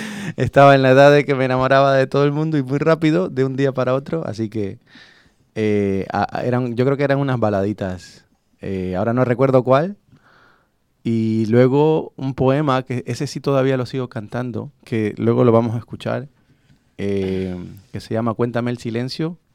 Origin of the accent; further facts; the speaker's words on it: Bolivia; también el rock nacional en Bolivia, pues yo soy de Bolivia.